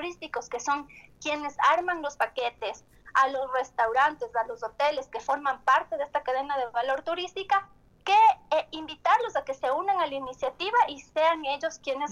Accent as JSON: {"language": "Spanish", "town": "Quito", "region": "Pichincha", "country": "Ecuador", "said": "y nosotros como quiteños o los cuencanos o los de Latacunga"}